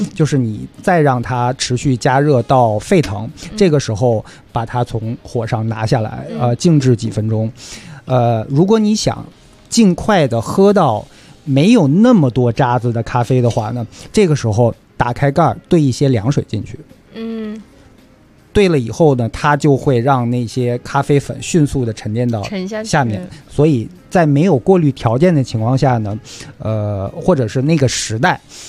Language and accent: Chinese; China; 因为我们中国人都知道铝的东西啊，用久了好像对身体不太好